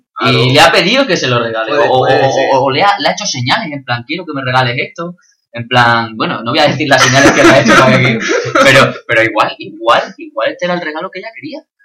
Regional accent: Extremadura, Spain; aquí nos acusan a los extremeños de ser la España profunda, los tontos, los paletos.

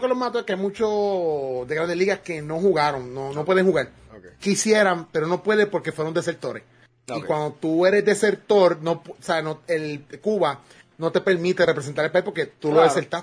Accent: Nicaragua; yo soy nicaragüense

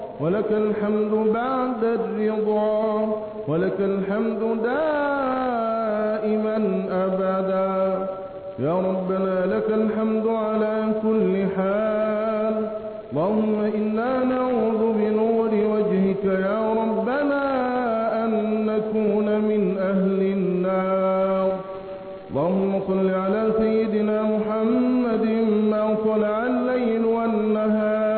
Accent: Egypt; اللهم احفظ بلدنا مصر بحفظك

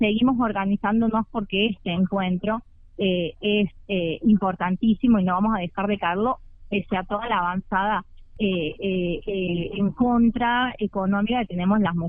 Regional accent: San Luis, Argentina; incluso las que no vivimos en Cava, como en mi caso que soy de San Luis

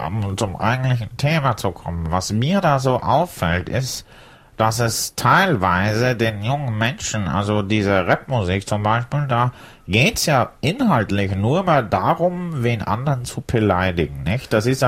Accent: Hamburg, Germany; now in Munich, Germany; Ursprünglich bin ich aus Hamburg und habe mich dann spät verliebt in eine junge Frau, die mal mit der, wo wir verheiratet sind und in München leben.

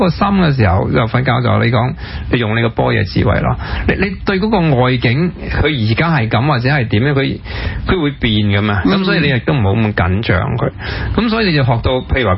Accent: Hong Kong; 咁既然香港系我家，虽然我个中学又唔喺度读，我大学又唔喺度读，但我有一份嘅对香港有一个归属感。呢度系我成长啊，我爸爸喺度养大我啊，咁我爷爷喺度

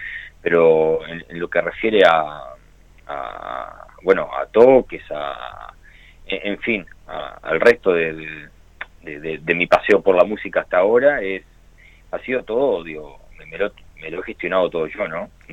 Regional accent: Montevideo, Uruguay; No, soy montevideano.

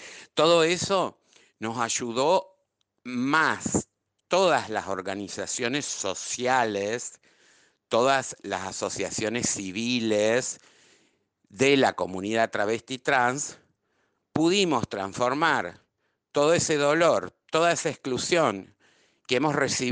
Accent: Argentina; also born or lived in Europe; salí de Europa despavorida. Había sido un fracaso la experiencia europea. Fueron 10 años. Entonces, cuando retorné a la Argentina

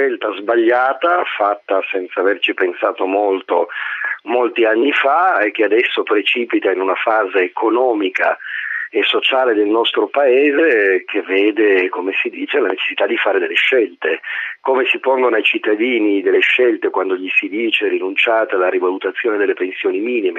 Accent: Turin, Piedmont, Italy; io sono torinese e conosco abbastanza bene l'aeronautica militare

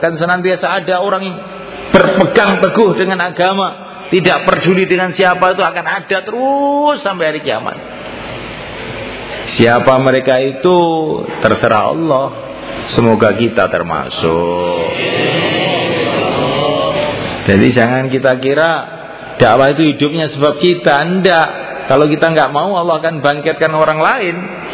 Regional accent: Java, Indonesia; Kita Jawa tidak boleh begitu.

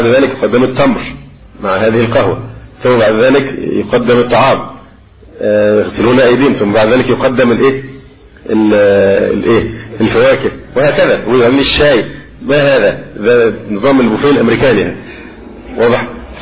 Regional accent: Egypt; وربما الأمر هنا عندنا في مصر أخف في بعض البلاد

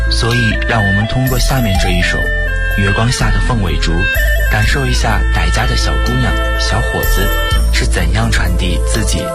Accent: Ruili, Yunnan, China; 我来自云南省德宏傣族景颇族自治州瑞丽市，一个山美水美人更美的边陲小镇。

